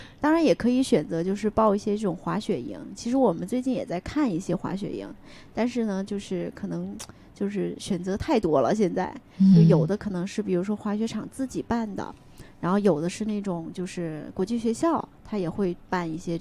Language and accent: Chinese; South China, China; 我也是，我是个南方人，我更是。